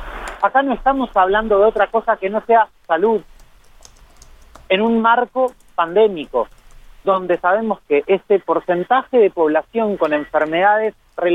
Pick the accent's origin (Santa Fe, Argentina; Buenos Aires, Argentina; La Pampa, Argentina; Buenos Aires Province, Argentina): La Pampa, Argentina; Santa Rosa; Yo les envío un saludo a toda mi ciudad. Como saben, soy de Santa Rosa